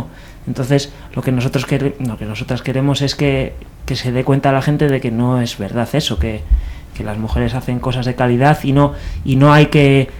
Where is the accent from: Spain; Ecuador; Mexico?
Spain; Bilbao, Basque Country; yo soy de Bilbao, no soy argentino ni nada.